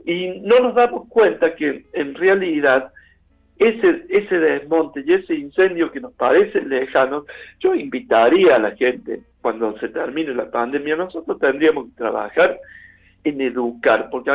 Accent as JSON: {"language": "Spanish", "region": "Córdoba", "country": "Argentina", "said": "como sociedad cordobesa, como cordobés lo digo"}